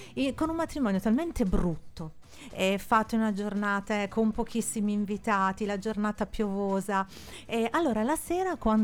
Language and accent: Italian; Florence, Tuscany, Italy; now in Milan, Italy; Io, ahimè, sono di Firenze, ma vivo a Milano.